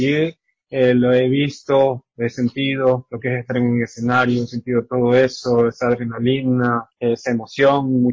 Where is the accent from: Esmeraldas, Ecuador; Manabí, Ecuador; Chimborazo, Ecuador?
Esmeraldas, Ecuador; Quinindé; soy artista propiamente quinindeño. Soy de Quinindet, en este caso pues me toca representar aquí a la provincia de Esmeraldas